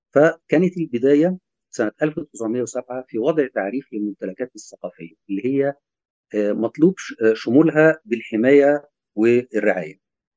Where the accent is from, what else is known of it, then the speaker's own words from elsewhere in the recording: Egypt; لما نقول ألف ليلة وليلة عندنا كمصريين